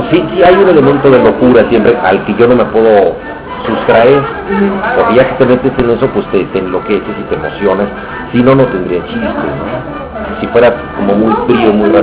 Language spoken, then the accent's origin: Spanish; Mexico City, Mexico; No, yo viví en Mixcoac, yo soy del barrio de Mixcoac